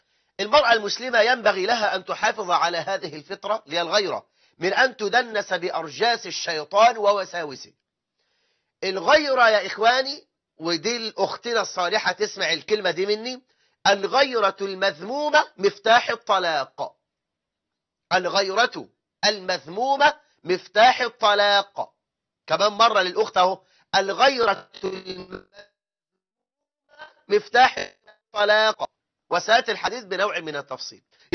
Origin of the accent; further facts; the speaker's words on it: Egypt; ده احنا عندنا في مصر العنوسة وصلت إلى 9 مليون